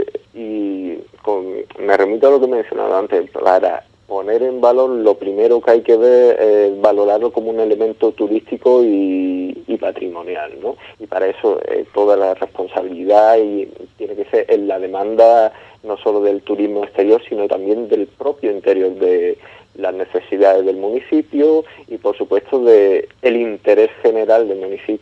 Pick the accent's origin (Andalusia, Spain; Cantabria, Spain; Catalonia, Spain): Andalusia, Spain; El Puerto de Santa María; aquí en el puerto Santa María, de donde soy